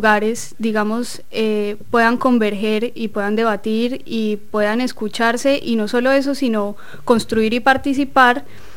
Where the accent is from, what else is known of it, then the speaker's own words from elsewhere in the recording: Colombia; now in Argentina; siendo colombianos, somos muchos los colombianos que estamos acá en Argentina